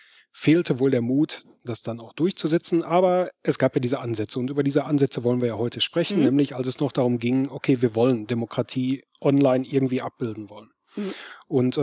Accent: North Rhine-Westphalia, Germany; ich komme aus Nordrhein-Westfalen, der Parteitag ist in Berlin.

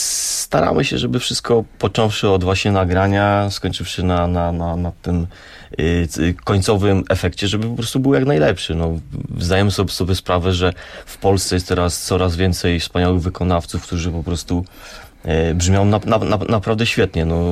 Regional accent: Częstochowa, Silesian Voivodeship, Poland; Pochodzimy z Częstochowy.

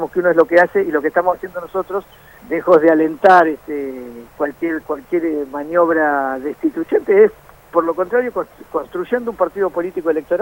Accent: La Plata, Buenos Aires Province, Argentina; yo soy de La Plata, casi de la misma generación

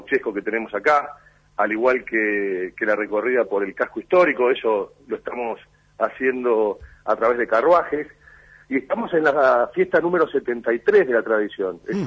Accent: Argentina; lo que somos nosotros como argentinos, nuestra historia, nuestras raíces latinoamericanas, nuestros vínculos con las comunidades originarias

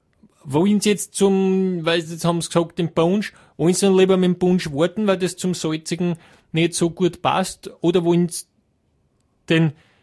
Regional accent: Hieflau, Styria, Austria; in Hieflau, das werden Sie jetzt nicht kennen, aber in der Steiermark, aus einem kleinen Ort, Hieflau, Gesäuse, wird Ihnen nichts sagen. Ja. Ne? Aber aus der Steiermark, also dort, wo ich herkomme

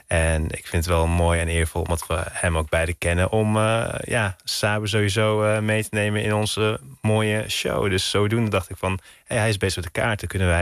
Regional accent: Hilversum, North Holland, Netherlands; born there; also born or lived in Turkey; Ik ben in Hilversum geboren. Tot mijn 7e heb ik hier op school gezeten. Van mijn 7e tot mijn 11e ben ik naar Turkije gegaan.

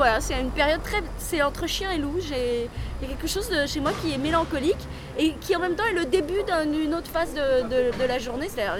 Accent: Neuilly-sur-Seine, Île-de-France, France; J'ai un côté un peu parigo, alors que pas du tout, je viens de Neuilly-sur-Seine, mais enfin bon.

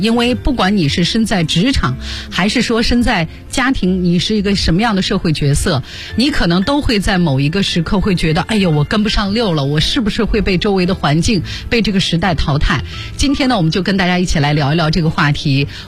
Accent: Shanxi, China; 甚至包括我的老家生产的汾酒

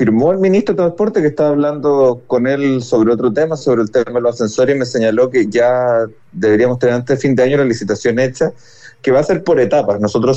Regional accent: Viña del Mar, Valparaíso, Chile; yo soy viñamarino, no soy porteño, siempre lo digo, tengo un gran cariño por Valparaíso, pero sí soy de la Caleta Portales, porque yo prácticamente crecí ahí

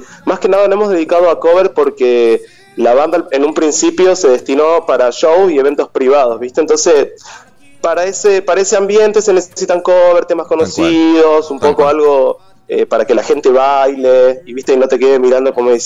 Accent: Jujuy, Argentina; now in Córdoba, Argentina; Estoy en la provincia de Córdoba. Ajá. Estoy viviendo acá. Yo en realidad soy de Jujuy, pero hace como unos 8 o 9 años que vivo acá, en Córdoba.

